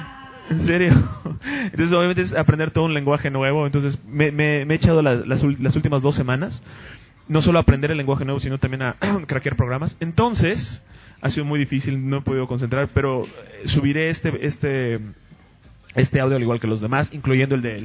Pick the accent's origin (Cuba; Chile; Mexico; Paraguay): Mexico; also born or lived in United States; Yo soy mexicano, créeme, no lo estoy diciendo todo el tiempo. Cuando vivía en los Estados Unidos no era lo que me definía como persona.